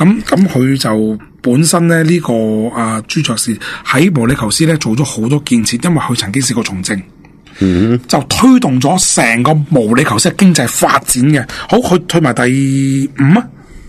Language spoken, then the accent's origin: Cantonese; Hong Kong; 即系我哋香港人特色嘅嘢啦